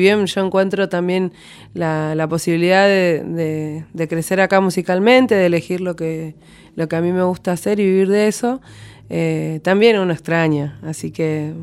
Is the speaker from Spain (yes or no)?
no; Comodoro Rivadavia, Chubut, Argentina; also born or lived in La Plata; now in Buenos Aires, Argentina; Yo soy de Comodoro Rivadavia, de Chubut.